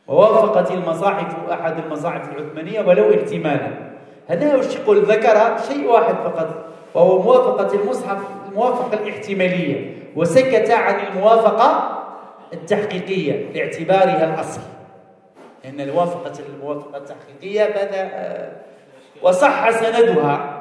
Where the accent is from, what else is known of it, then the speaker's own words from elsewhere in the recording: Algeria; لحد الساعة اليوم هنا عندنا في الجزائر تروح منا جهة مسيلة، جهة مسعادة